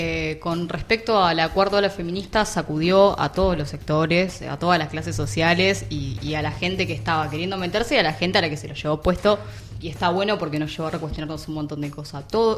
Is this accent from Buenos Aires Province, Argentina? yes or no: yes; Lomas de Zamora, Buenos Aires Province, Argentina; Yo soy de Lomas de Zamora.